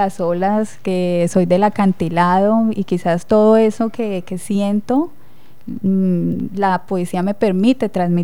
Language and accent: Spanish; Villavicencio, Meta, Colombia; Bueno, soy de Villavicencio, de profesión abogada